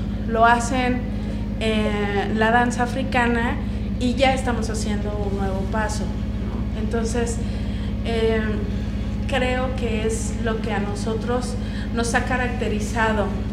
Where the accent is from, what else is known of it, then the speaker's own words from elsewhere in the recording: Mexico; la realidad es que todos somos mexicanos, todas somos mexicanas de aquí